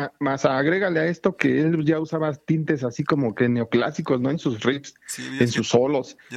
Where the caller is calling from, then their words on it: Azcapotzalco, Mexico City, Mexico; Aquí de Azcapotzalco, Arturo. Santa Catarina, aquí tu vecino casi.